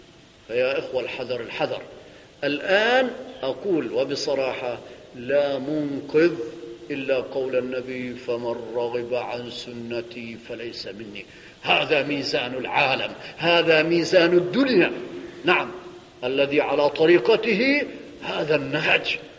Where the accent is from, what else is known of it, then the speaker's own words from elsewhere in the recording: Syria; عندنا في سوريا